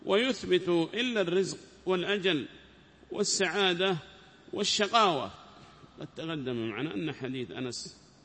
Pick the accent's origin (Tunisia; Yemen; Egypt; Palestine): Yemen; Taiz, Taiz Governorate; وهذا مشهور قال عندنا في تعز